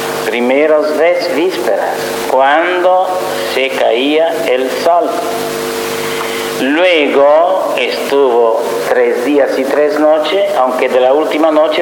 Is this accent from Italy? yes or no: yes; Italy; Spanish is a second language; moved away; Y el que yo estudié de niño en Italia añadía una palabra